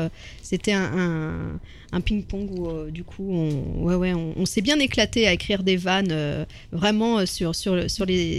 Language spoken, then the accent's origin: French; Lyon, Auvergne-Rhône-Alpes, France; Bien sûr, je suis lyonnaise.